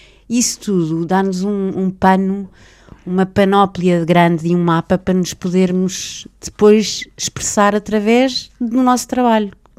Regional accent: Portugal; E é português, e eu sou portuguesa e eu adoro ser portuguesa

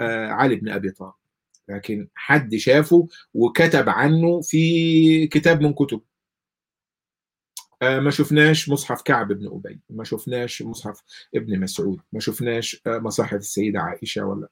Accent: Egypt; إحنا ما إحنا بنتكلم اللهجة اللي أنا بقولها ديت اللهجة المصرية.

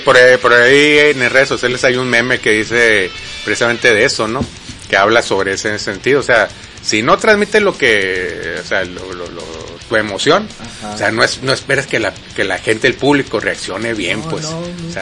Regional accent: Saltillo, Coahuila, Mexico; Porque soy de Saltillo.

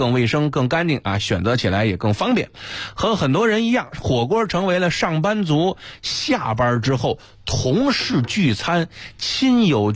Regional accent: Beijing, China

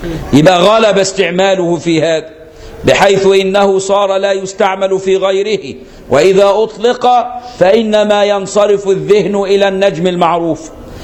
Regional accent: Egypt; فانا مصري وماليزي

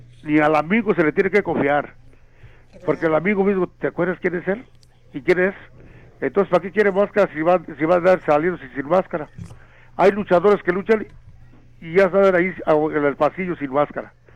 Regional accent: Mezcala, Jalisco, Mexico; Como van a empezar las fiestas en mi pueblo, en la Mezcala

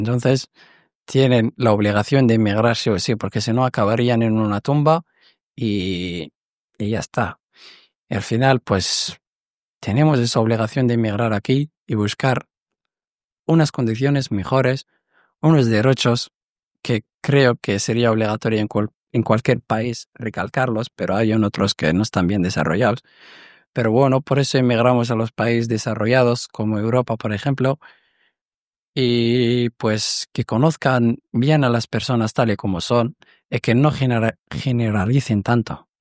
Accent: Morocco; yo recuerdo que desde Marruecos, por ejemplo, en mi pueblo, cuando había mujeres sentadas al lado de la puerta de sus casas

